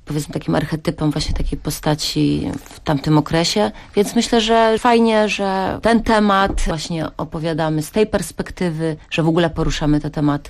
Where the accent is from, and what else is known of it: Kołobrzeg, West Pomeranian Voivodeship, Poland; also born or lived in Dygowo